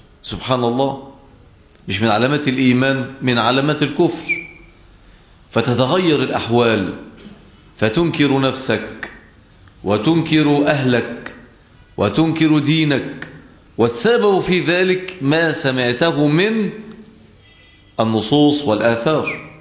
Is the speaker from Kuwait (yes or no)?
no; Egypt; كان عندنا في مصر في فترة السبعينات فتنة كبيرة جدا، هي فتنة التكفير